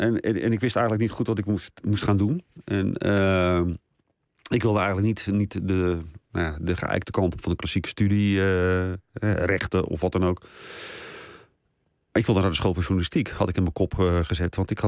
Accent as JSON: {"language": "Dutch", "town": "Leiden", "region": "South Holland", "country": "Netherlands", "accent": "Leiden", "said": "Maar ik denk dat Leidenaren veel meer zitten tussen Den Haag, letterlijk en figuurlijk, tussen Den Haag en Amsterdam in."}